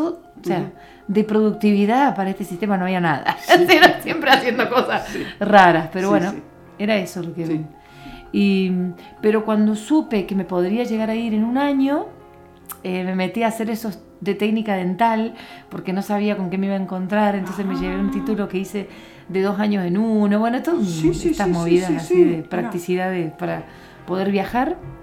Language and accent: Spanish; Berrotarán, Córdoba, Argentina; also born or lived in Spain; Nací en Córdoba y muy chiquita me fui a un pueblo donde está mi papá ahora, que se llama Berrotarán, que está a 230 de acá hacia el sur, uh-huh, entre Río Tercero y Río Cuarto, un pueblo llano.